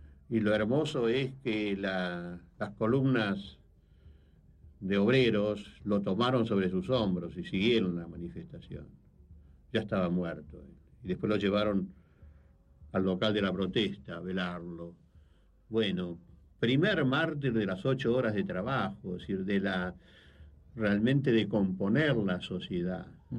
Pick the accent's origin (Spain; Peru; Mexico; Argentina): Argentina; eso es lo que a uno lo deprime como argentino, ¿no?